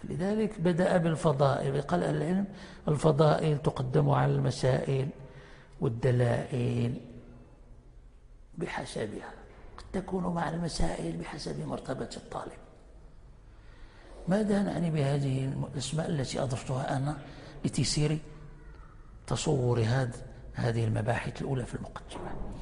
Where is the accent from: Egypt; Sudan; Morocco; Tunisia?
Morocco; كان عندنا في المغرب هنا علماء في الجبل في وقت الاستعمار